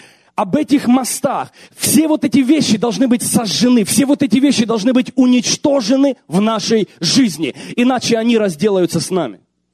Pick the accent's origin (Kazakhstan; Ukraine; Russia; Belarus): Ukraine; ну, мы умные люди, я тоже украинец, тоже там вырос.